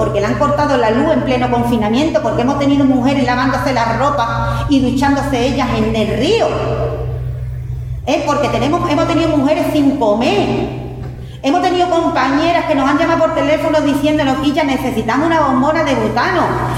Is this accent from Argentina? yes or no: no; Spain; A mí no me están llevando porque soy española.